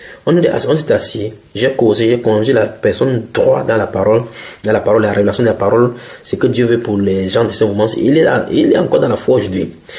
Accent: Cameroon; puisque je suis Camerounais, prend le cas de mon président

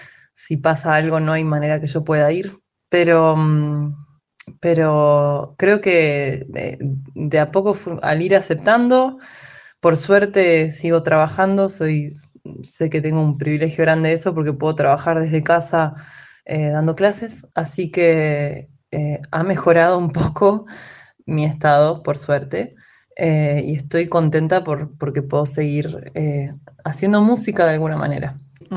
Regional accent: Montevideo, Uruguay; now in Rosario, Argentina; soy cantautora, vivo en Rosario, pero soy de Montevideo, Uruguay.

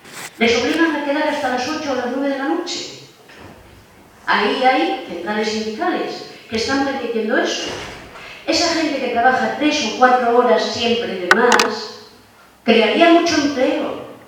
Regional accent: Spain; Y por lo visto, bueno, somos españoles.

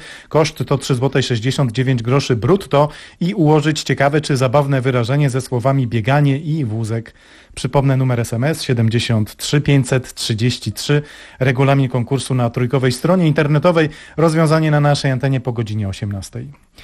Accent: Warsaw, Masovian Voivodeship, Poland; jako warszawiak i historyk mocno kibicuję

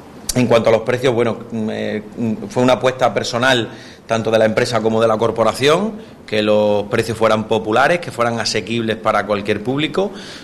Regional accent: Badajoz, Extremadura, Spain; Yo también soy de Badajoz

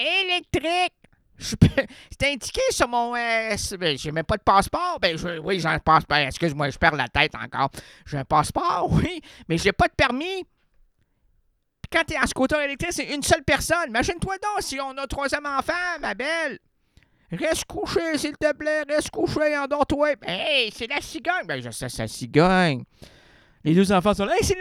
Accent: Quebec, Canada; J'suis un Québécois moyen qui travaille dans un...

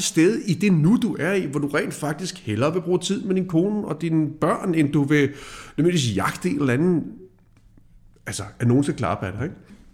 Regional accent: Birkerød, Capital Region of Denmark, Denmark; Og jeg er jo fra Birkerød, og har aldrig rørt et våben.

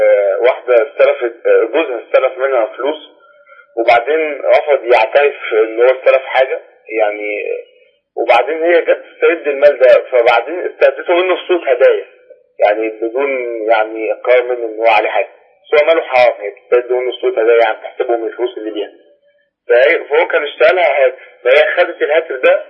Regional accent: Sharqia Governorate, Egypt; لا أنا من الشرقية

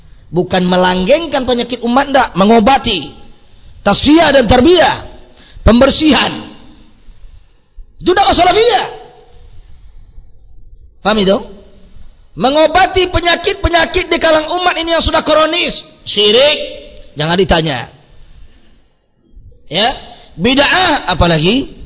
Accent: West Sumatra, Indonesia; kalau di kampung saya banyak. Contoh kampung saya, ya, di arah Minang, Sumatera Barat itu, atau di Pekanbaru.

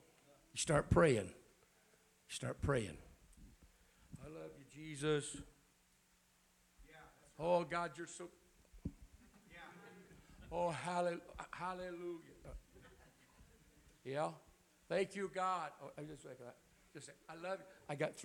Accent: Alabama, United States; I'm from Alabama.

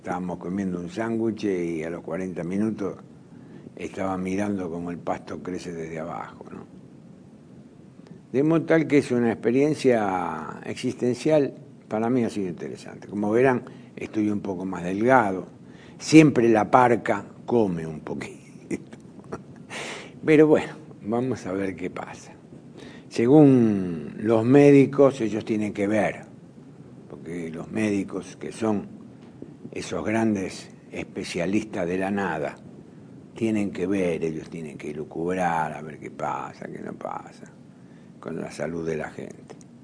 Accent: Argentina; Por algo nosotros somos argentinos, ¿no?

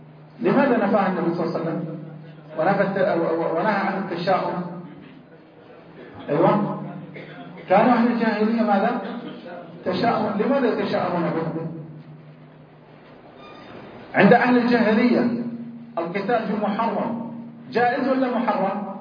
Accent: Hejaz, Saudi Arabia; يسمون عندنا في الحجاز هنا الحول

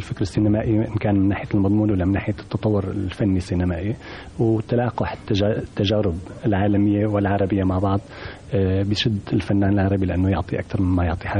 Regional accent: Cairo, Cairo Governorate, Egypt; أنا كنت في القاهرة لفترة طويلة وأنا ابن القاهرة.

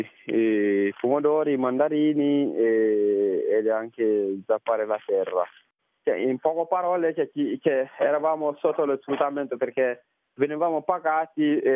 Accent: Mali; moved away as an adult; now in Italy; Io vengo dal Mali.

